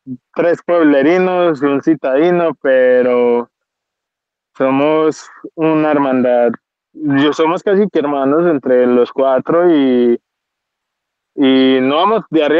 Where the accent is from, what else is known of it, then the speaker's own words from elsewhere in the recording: Andes, Antioquia, Colombia; Yo soy de Andes, pues soy criado en Andes.